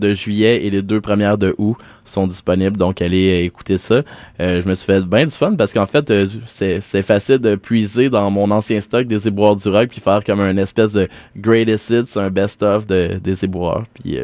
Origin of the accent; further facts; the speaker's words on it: Saint-Michel-des-Saints, Quebec, Canada; c'est vraiment Saint-Michel-des-Saints, ma terre natale, dans la Nadière.